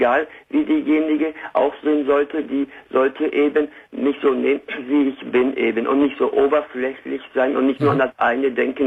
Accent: Witten, North Rhine-Westphalia, Germany; Ich werde ambulant betreut von der Lebenshilfe in Witten, wo ich herkomme.

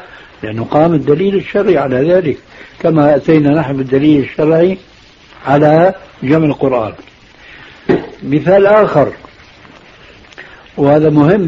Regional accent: Syria; كما يقولون عندنا في سوريا

